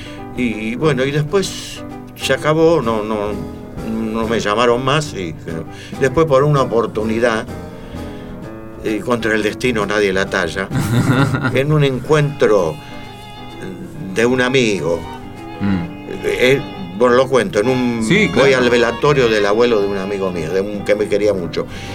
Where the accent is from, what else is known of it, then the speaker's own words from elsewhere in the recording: Buenos Aires, Argentina; yo soy de Boedo, ¿qué vamos a hacer?